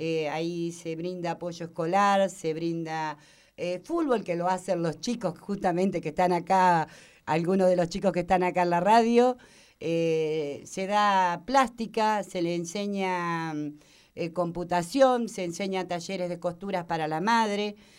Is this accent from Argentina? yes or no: yes; Tandil, Buenos Aires Province, Argentina; vengo de Tandil, de un barrio común como cualquier otro, un barrio que se llama Las Tunitas y que para mí realmente es muy importante porque yo nací en ese lugar.